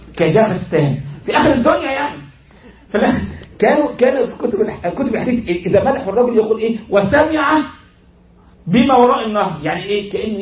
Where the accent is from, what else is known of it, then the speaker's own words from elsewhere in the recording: Egypt; زي عندنا في مصر مثلا قرية صغيرة في الكفر شيء اسمها الرياض